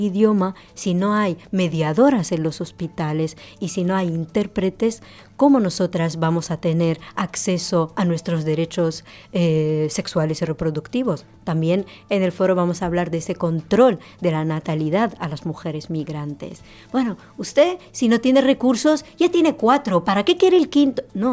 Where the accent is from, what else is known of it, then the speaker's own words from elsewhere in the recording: Morocco; Incluso, por ejemplo, yo que soy marroquí, no puedo ni votar teniendo trabajo, pago mis impuestos, tengo una residencia, pero solo por mi procedencia yo no puedo votar.